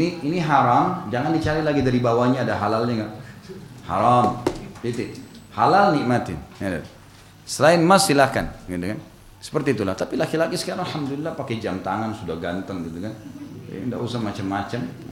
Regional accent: South Sulawesi, Indonesia; born there

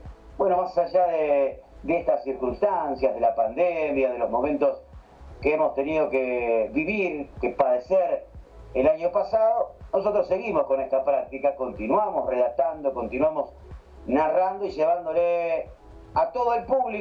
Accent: Pergamino, Buenos Aires Province, Argentina; born there; nacido en Pergamino, provincia de Buenos Aires, República Argentina. En el año 1980

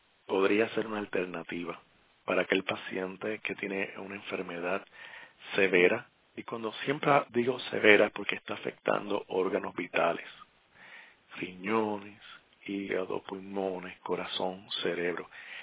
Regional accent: Puerto Rico; ese paisaje tan hermoso de mi tierra borinqueña.

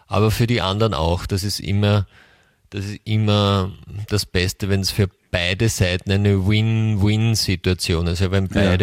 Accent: Austria; bei uns in Österreich läuft das über ein ORF oder?

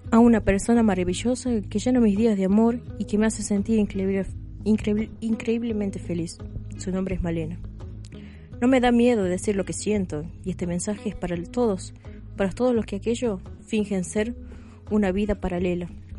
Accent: Salta, Argentina; now in La Rioja, Argentina; Soy un militante de la ciudad de La Rioja. No soy de aquí, soy de Salta.

